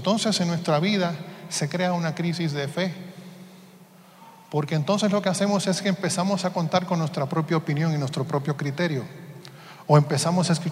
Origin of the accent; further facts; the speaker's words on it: Puerto Rico; Yo soy de Puerto Rico y en Puerto Rico también lo celebramos.